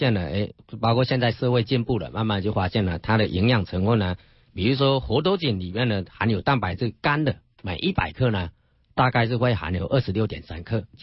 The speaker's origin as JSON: {"language": "Chinese", "region": "Fujian", "country": "China", "said": "就是我们福建人吃饭呢，往往都要配汤的"}